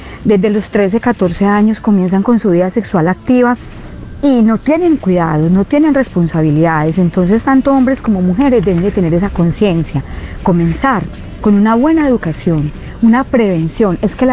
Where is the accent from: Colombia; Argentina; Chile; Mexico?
Colombia; Medellín, Antioquia; now in Alicante, Spain; Alicante, España. Soy de Medellín.